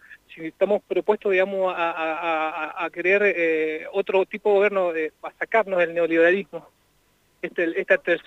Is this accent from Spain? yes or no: no; Zapala, Neuquén, Argentina; También de Zapala, venimos acá al acto de Cristina.